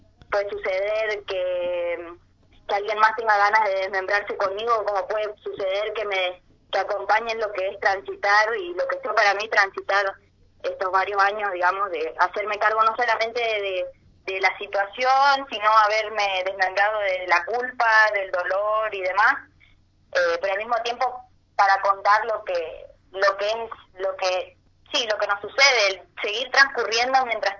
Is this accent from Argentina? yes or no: yes; Chaco, Argentina; soy chaqueña